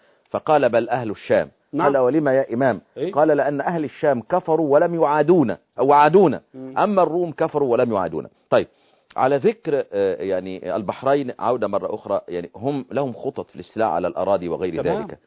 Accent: Egypt; انا مصري ويعني ومصر ربيت فيها

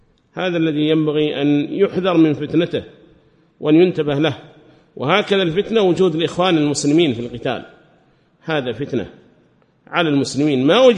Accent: Yemen; هذه مقولة لهم قالوها في بلادنا اليمن

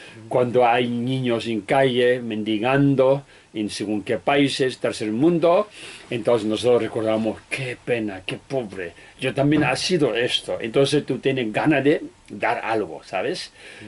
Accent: Tibet, China; Spanish is a second language; soy un humano en este mundo que nació en Tíbet, soy tibetano, no soy chino, ¿sabes? Porque mis padres, mis abuelos son tibetanos, tibetano, y después nací en Tíbet

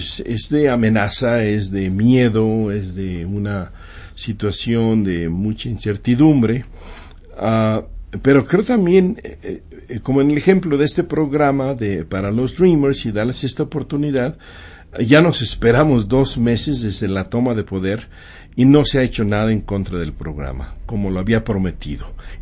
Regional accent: Mexico; now in United States; como mexicanos como somos nosotros que hemos migrado

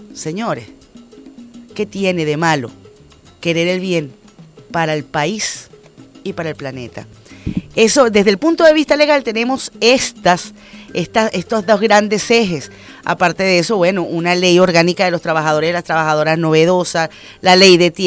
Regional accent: Venezuela; Todos y todas somos venezolanos y la gran mayoría de las personas que vivimos en esta patria

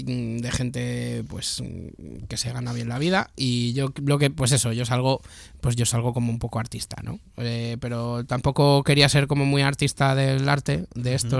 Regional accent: Spain; born there; Y claro, con la mala pata que yo nací en España, entonces esto de qué va.

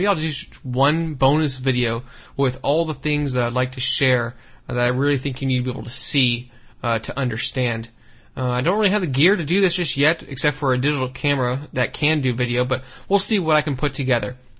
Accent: San Francisco, California, United States; Brendan, who's also from my hometown, San Francisco

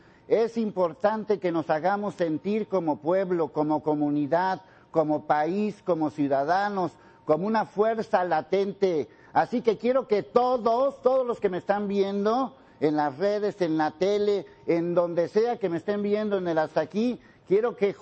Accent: Mexico; Como ciudadano, como mexicano

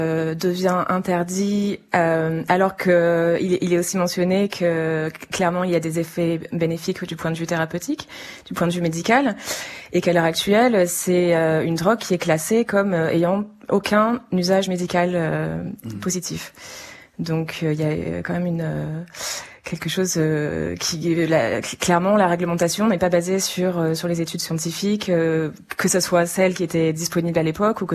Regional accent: France; now in United Kingdom; C'est vrai que moi je suis partie de France depuis un certain temps, donc dans une certaine mesure depuis 15 ans maintenant, je me sens presque plus anglaise que française.

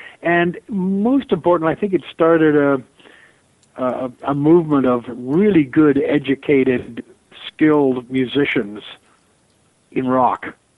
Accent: Toronto, Ontario, Canada; I wanted to get back to my hometown of Toronto that I've never been very far from, really.

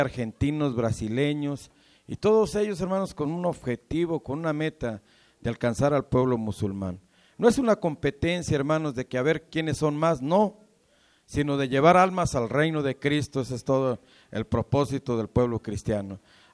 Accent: Mexico; No olvidar nuestras raíces como mexicanos, yo creo que eso no se olvida jamás, ¿verdad?

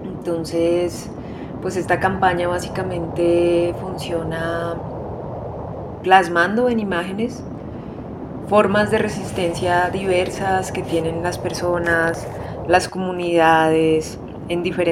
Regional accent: Bogotá, Colombia; somos de aquí, de Bogotá

